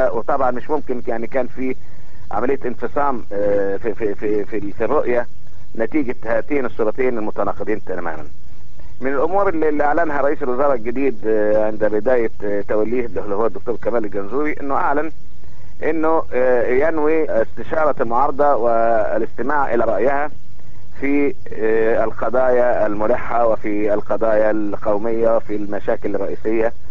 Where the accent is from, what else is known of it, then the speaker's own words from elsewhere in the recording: Egypt; او بيخلي الناس تتفائل عندنا في مصر هنا